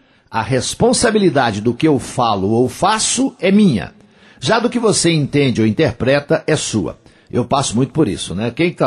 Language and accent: Portuguese; Coromandel, Minas Gerais, Brazil; Tive recentemente lá em Coromandel, no show do … né? É bom demais, não é porque é minha terra, não, é um lugarzinho que o povo é bom.